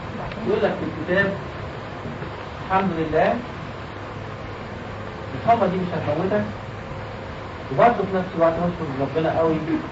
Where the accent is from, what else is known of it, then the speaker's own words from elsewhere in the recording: Egypt; هما الخنادق انتشرت عندنا في مصر